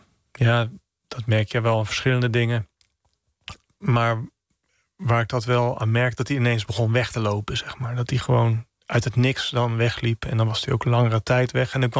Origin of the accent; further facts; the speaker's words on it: Oud-Zuilen, Utrecht, Netherlands; Nou ja, ik ben opgegroeid in Oud-Zuilen, vlakbij Utrecht. Het is echt een klein dorp, tegen Utrecht aan.